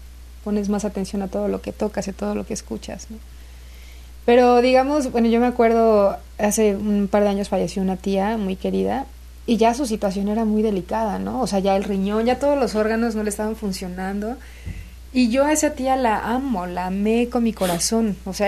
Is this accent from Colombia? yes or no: no; Xalapa, Veracruz, Mexico; also born or lived in Córdoba; Yo nací en el puerto de Veracruz.